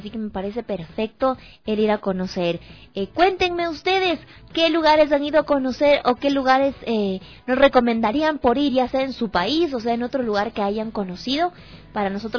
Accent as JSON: {"language": "Spanish", "country": "Ecuador", "said": "ya sabemos que como ecuatorianos no vamos a llegar a Rusia"}